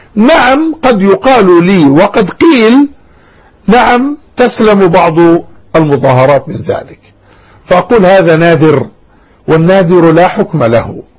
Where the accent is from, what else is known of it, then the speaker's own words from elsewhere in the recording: Jordan; بلادنا الأردن، وهي جزء من البلاد المباركة بلاد الشام